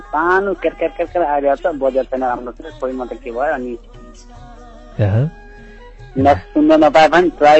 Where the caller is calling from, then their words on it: Kewalpur, Bagmati, Nepal; केवलपुर दुई धादिङ आलदुवा कतार